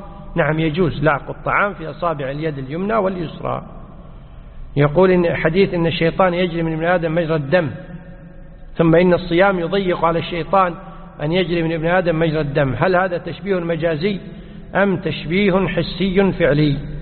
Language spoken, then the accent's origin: Arabic; Kuwait; مثل عندنا في الكويت أحيانا في العشر الأواخر